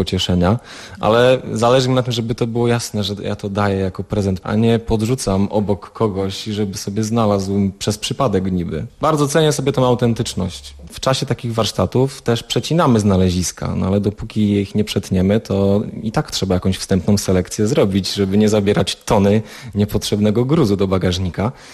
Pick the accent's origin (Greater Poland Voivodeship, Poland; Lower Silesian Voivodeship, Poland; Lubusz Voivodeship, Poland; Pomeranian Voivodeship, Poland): Lower Silesian Voivodeship, Poland; Miałem to szczęście, że wychowałem się na Dolnym Śląsku i w Sudety jeździłem dość często.